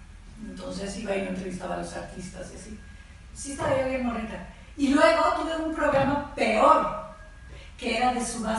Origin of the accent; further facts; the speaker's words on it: Monterrey, Nuevo León, Mexico; De Monterrey, Nuevo León.